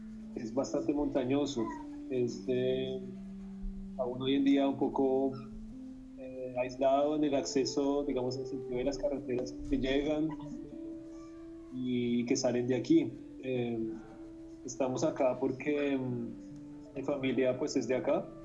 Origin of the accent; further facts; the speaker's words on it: Bogotá, Colombia; Yo como tal no crecí acá, yo crecí en Bogotá, pero siempre tuve una relación muy grande con este lugar. Yo pues de vivir acá no tengo memoria